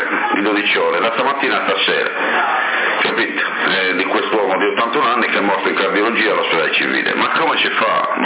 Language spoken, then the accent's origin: Italian; Sassari, Sardinia, Italy; sono nato a Corottolese, ma sono sassarese.